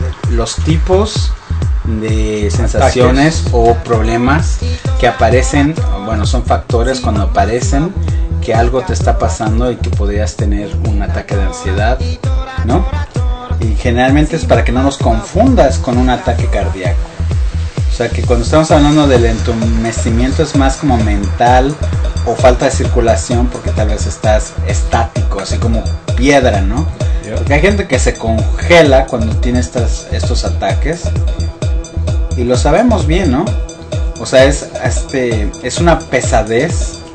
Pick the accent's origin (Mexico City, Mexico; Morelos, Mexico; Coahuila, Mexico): Mexico City, Mexico; nosotros venimos de la Ciudad de México